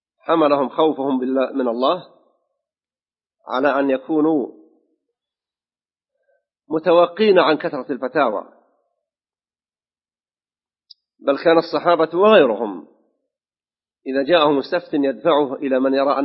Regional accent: Saudi Arabia; في بلادنا المملكة العربية السعودية خاصة

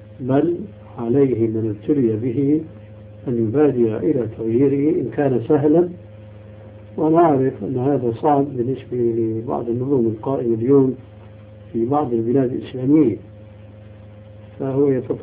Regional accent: Syria; الذي يتسمى به بعض الناس عندنا في سوريا

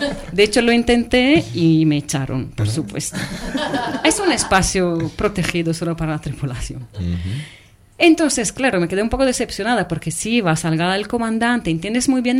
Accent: Venice, Veneto, Italy; Yo soy, repito, soy de Venecia

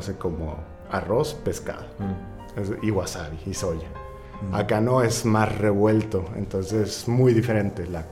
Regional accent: Mexico; Uno como mexicano dices, ya ando mareado y le paras.

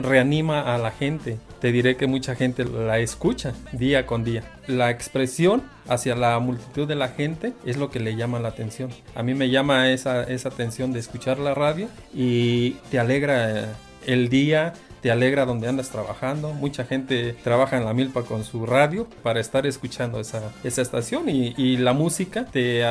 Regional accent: Metztitlán, Hidalgo, Mexico; Vengo de la comunidad de Mestitlán. Bueno, la comunidad se llama Tecruzcozapa, Mestitlán Hidalgo.

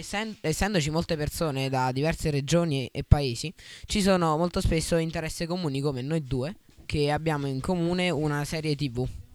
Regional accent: L'Aquila, Abruzzo, Italy; all'Aquila, in Abruzzo, da dove vengo io, c'è una cultura molto diversa dallo stile del Mediterraneo

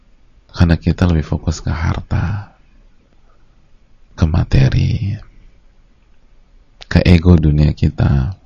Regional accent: Jakarta, Indonesia; Kita aja orang Jakarta, lahir di Jakarta, itu udah masih sering nyasarnya.

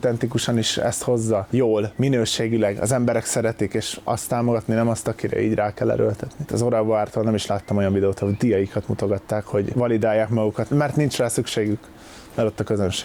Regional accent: Hungary; born there; Szóval az, hogy csak azért, mert én Magyarországra születtem, én vagyok a király

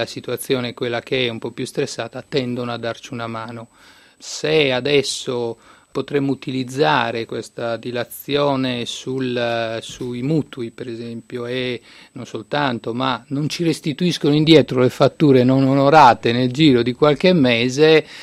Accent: La Maddalena, Sardinia, Italy; Sì, il mare ha un fascino particolare per noi sardi, poi io sono sardo della Maddalena

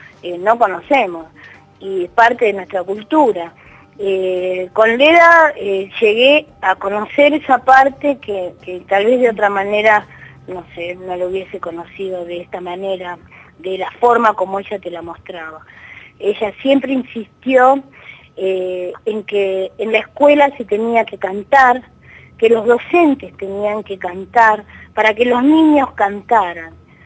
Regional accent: Buenos Aires, Argentina; Yo soy de Buenos Aires

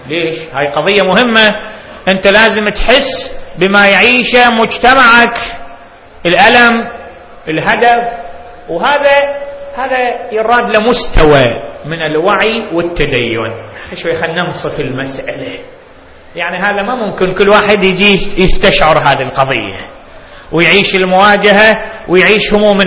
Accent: Baghdad, Baghdad Governorate, Iraq; تفجير صار عندنا ببغداد وراحوا أكثر من 100

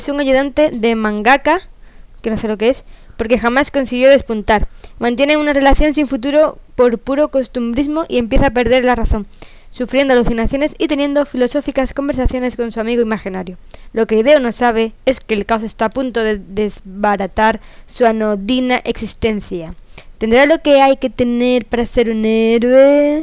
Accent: Chiclana de la Frontera, Andalusia, Spain; Soy de Chiclana.

